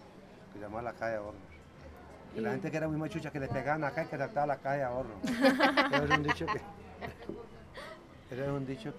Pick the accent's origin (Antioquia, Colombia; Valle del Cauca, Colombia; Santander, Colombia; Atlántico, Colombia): Valle del Cauca, Colombia; Tuluá; now in Santa Rosa, Colombia; No, yo soy de Tuluá.